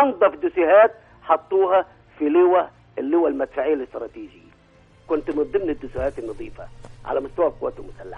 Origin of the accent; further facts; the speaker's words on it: Asyut Governorate, Egypt; now in Giza, Egypt; بتكلم أنا أسيوطي بس أنا بتكلم من الجيزة حاليا